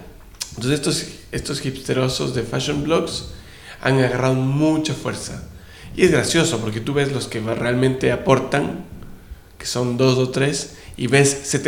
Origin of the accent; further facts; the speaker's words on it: Ecuador; Yo me crié en Ecuador.